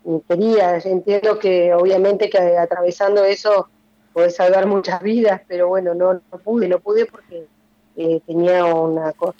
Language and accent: Spanish; La Plata, Buenos Aires Province, Argentina; Sí, soy platense.